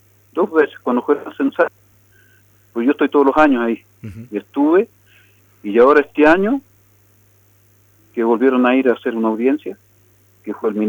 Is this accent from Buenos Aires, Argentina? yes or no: no; Las Loicas, Mendoza, Argentina; now in Salta, Argentina; Bueno, yo nací y me crié en Las Loicas ahí. Y vivo en Salta, pero todos los años voy allá porque tengo mi casa allá.